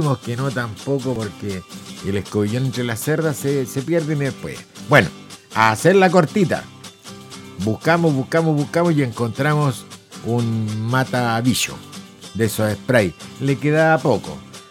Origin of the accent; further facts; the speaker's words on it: Concepción, Biobío, Chile; Soy de Concepción, Chile, digo yo.